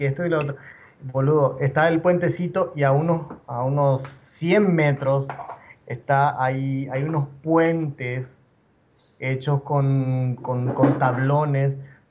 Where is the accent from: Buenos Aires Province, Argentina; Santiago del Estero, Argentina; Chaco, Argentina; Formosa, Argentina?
Formosa, Argentina; Clorinda; also born or lived in Paraguay; mis padres son paraguayos, yo también soy paraguayo, pero yo me crecí y me crié más en Argentina por el tema de que es frontera